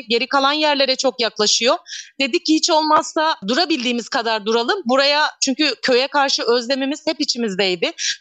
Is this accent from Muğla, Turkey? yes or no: yes; İkizköy, Muğla, Turkey; İkizköylüyüm. İkizköy Ova mevkiinde dünyaya geldim. İki çocuk annesiyim. 43 yaşındayım. 98 yılında evlendim ve Bodrum'a gittim. 2 sene sonrası Milas Beçin'e taşındık